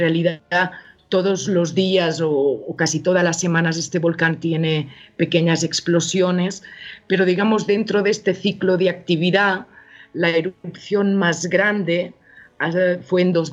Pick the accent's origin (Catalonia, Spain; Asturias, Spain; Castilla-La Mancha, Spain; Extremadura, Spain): Catalonia, Spain; Girona; also born or lived in El Salvador; now in Mexico; catalana, de Girona. Uh-huh. … pues vivo en México ahora ya desde hace 13 años y otros 6 antes en El Salvador, entonces ya... Bueno, llevo como casi 20 años por estos rumbos, ¿no? Por Latinoamérica.